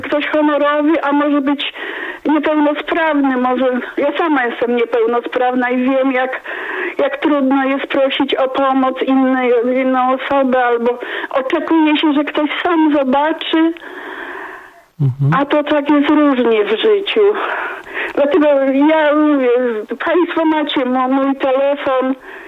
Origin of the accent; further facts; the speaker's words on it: Zielona Góra, Lubusz Voivodeship, Poland; jestem z Zielonej Góry.